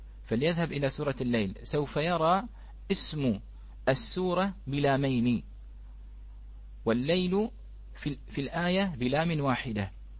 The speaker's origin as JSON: {"language": "Arabic", "country": "Bahrain", "said": "هذه نحن عندنا في البحرين كلمة ليوان"}